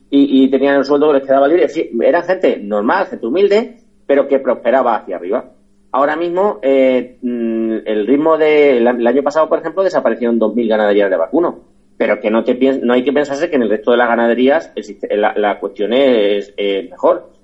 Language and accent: Spanish; Valdepeñas, Castilla-La Mancha, Spain; aquí en mi pueblo, en Valdepeñas, un pueblo que en aquel momento tenía 25.000 habitantes